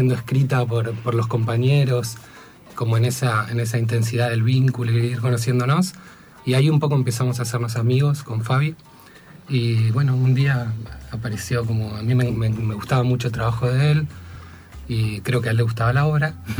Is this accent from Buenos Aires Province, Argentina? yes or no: yes; Miramar, Buenos Aires Province, Argentina; es un mudo poeta que vive en Miramar, de donde soy yo, en invierno